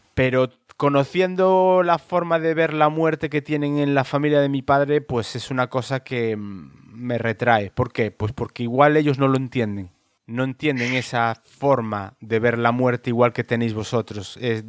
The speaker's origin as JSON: {"language": "Spanish", "region": "Galicia", "country": "Spain", "said": "de donde soy yo, en Galicia."}